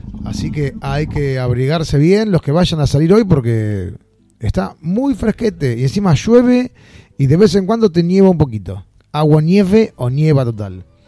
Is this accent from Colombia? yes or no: no; Argentina; moved away as an adult; El año que nos fuimos de Argentina.